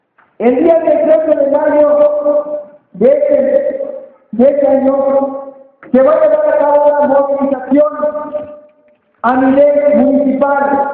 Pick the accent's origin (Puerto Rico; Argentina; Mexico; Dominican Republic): Mexico; Chiapas; first language Tzotzil; Spanish is a second language; quiero traducir un poco mi lengua materna, que es el lengua, la lengua tzotzil.